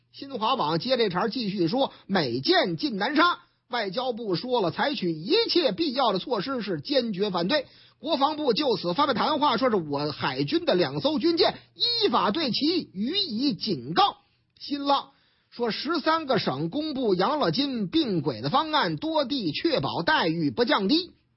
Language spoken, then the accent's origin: Chinese; Shanghai, China; now in Beijing, China; 虽然说我老家上海嘛